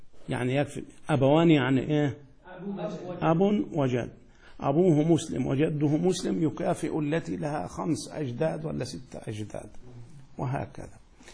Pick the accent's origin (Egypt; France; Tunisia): Egypt; أنت قزقي وأنا مصري